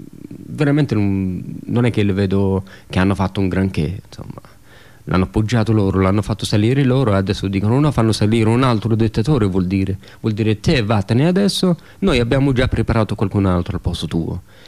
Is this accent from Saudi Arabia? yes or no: yes; Saudi Arabia; Io sono nato in Arabia Saudita, studiavo lì in Arabia Saudita